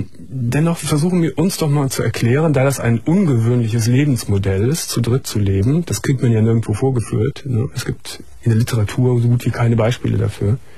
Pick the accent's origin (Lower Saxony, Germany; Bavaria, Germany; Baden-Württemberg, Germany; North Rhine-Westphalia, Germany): North Rhine-Westphalia, Germany; Gummersbach; ich weiß noch, in Gummersbach, ich komme ja aus Gummersbach.